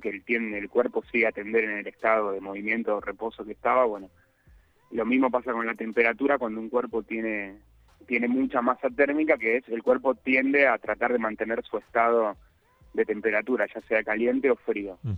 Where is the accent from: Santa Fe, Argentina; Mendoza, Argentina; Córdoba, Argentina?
Córdoba, Argentina; San Esteban; que somos acá de San Esteban, que no nos queda otra que ir a Capilla del Monte